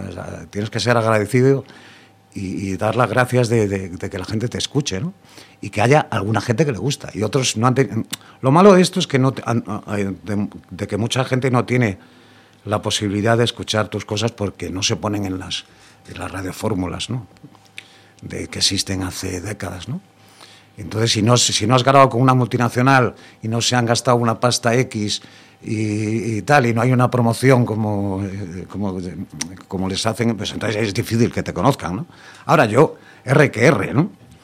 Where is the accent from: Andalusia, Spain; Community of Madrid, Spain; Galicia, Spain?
Galicia, Spain; Corcubión; Somos de Corcubión, totalmente Corcubión a primera división.